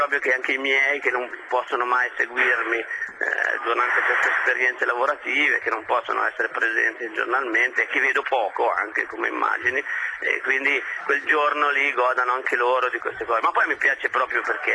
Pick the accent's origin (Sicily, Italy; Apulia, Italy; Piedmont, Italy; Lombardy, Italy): Piedmont, Italy; vengo da Piemonte, mi piace il Barbera